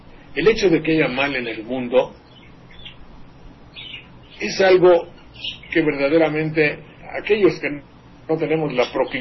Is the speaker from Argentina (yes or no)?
no; Mexico; pues somos muchos los mexicanos que no tenemos esa idea.